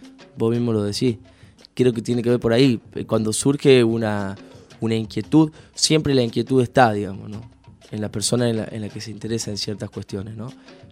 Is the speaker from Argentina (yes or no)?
yes; Tucumán, Argentina; yo soy de acá de Tucumán y esta samba que es tan característica de Tucumán, la tengo que cantar